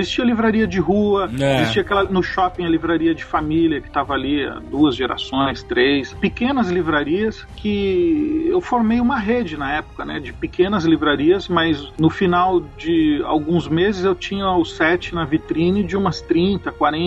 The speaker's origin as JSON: {"language": "Portuguese", "town": "Osasco", "region": "São Paulo", "country": "Brazil", "said": "Ah, eu sou de Osasco, sim."}